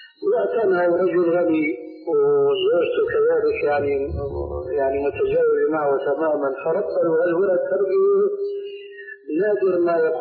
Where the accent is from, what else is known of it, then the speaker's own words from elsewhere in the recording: Syria; عندنا في سوريا